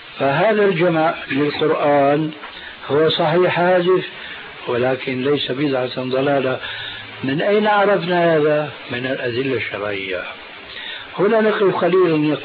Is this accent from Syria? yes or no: yes; Syria; كما يقولون عندنا في سوريا